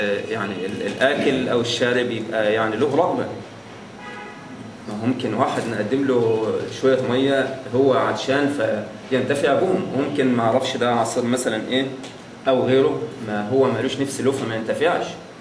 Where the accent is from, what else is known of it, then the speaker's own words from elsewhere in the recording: Damietta, Damietta Governorate, Egypt; كان في عندنا في دمياط مقرأة كل ليلة ثلاثاء